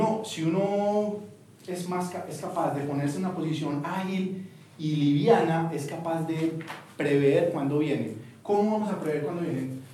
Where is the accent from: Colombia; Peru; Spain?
Colombia; Bogotá; Uno como cachaco se mete a de mar, no importa cero